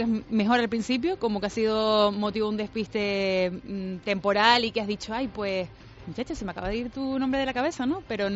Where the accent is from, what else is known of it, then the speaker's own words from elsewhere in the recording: Spain; los españoles somos los europeos que más música escuchamos a través del móvil.